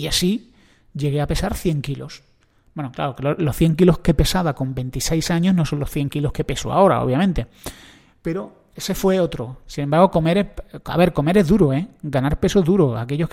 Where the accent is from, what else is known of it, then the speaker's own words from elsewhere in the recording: Andalusia, Spain; El aceite, yo soy andaluz, no me lo voy a quitar.